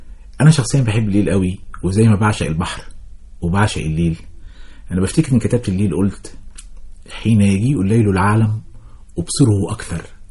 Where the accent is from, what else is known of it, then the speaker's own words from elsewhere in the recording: Kafr El Sheikh, Kafr El Sheikh Governorate, Egypt; أنا أخدت دراستي الابتدائية في بلدنا كفر الشيخ، وكان لليل فيها ملمح قوي جدا.